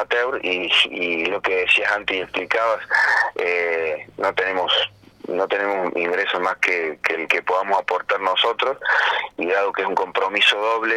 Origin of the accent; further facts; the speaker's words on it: Córdoba, Argentina; porque soy el único de Córdoba